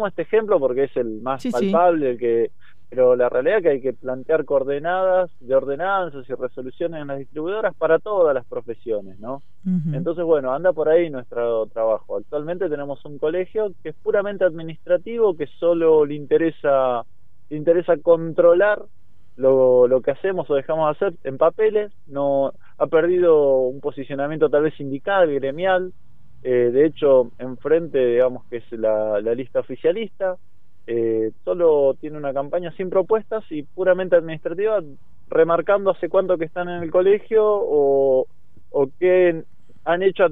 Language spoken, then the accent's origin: Spanish; General Alvarado, Buenos Aires Province, Argentina; yo voy de candidato a presidente, soy de General Alvarado